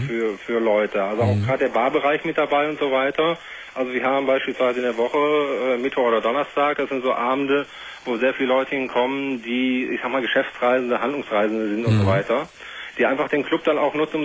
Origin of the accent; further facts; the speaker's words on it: Cologne, North Rhine-Westphalia, Germany; also normalerweise kommen wir beide aus dem Raum in Köln. Und ich bin nur hier unten beruflich gelandet vor 2 Jahren